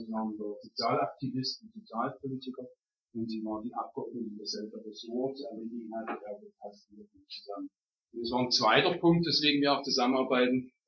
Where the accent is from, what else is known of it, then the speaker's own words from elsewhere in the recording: Dresden, Saxony, Germany; Das hängt damit zusammen, dass die aus Dresden kommt, also meiner Heimatstadt